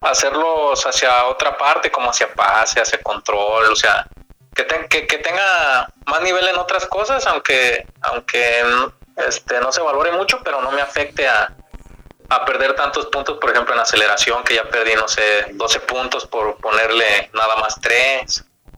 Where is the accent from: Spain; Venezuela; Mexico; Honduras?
Mexico; Sí, pero yo soy mexicano